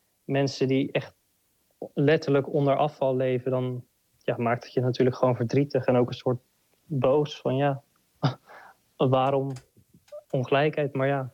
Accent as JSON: {"language": "Dutch", "town": "Ter Aar", "region": "South Holland", "country": "Netherlands", "lives_now": "Cape Town, South Africa", "said": "Ik kom uit Ter Aar. Dat is een plaatsje naast Alphen aan de Rijn."}